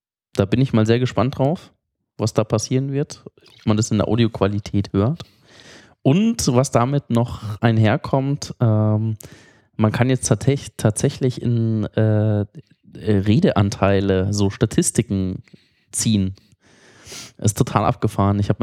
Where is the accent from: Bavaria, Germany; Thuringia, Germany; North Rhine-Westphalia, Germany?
Bavaria, Germany; Munich; Und wenn du halt als Münchner nach Berlin kommst, das ist einfach